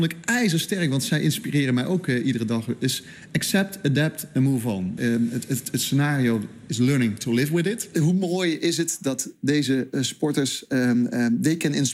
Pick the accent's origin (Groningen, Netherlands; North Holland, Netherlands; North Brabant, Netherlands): North Brabant, Netherlands; Dat hoor je niet aan mijn accent, maar ik kom uit Brabant.